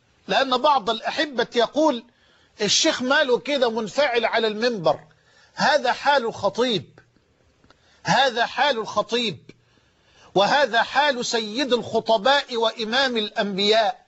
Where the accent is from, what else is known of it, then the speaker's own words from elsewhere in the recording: Egypt; على مستوى بلدنا مصر.